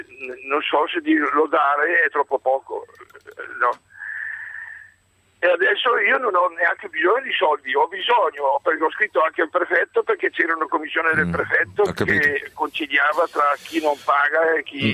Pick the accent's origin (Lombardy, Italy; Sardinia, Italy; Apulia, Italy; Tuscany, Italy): Lombardy, Italy; Caravaggio; di Caravaggio, sono vice sindaco e sindaco qui al mio paese